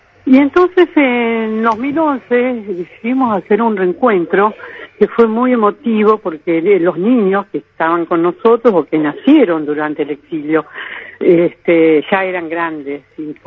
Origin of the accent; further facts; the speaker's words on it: Rosario, Santa Fe, Argentina; yo, que soy de Rosario, Argentina